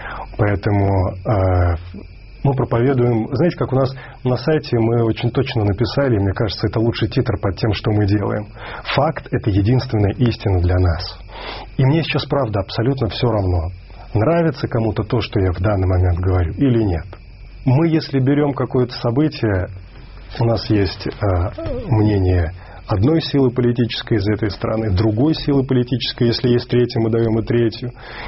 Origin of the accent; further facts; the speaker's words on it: Minsk, Belarus; я родом из Минска, из Беларуси, это моя родина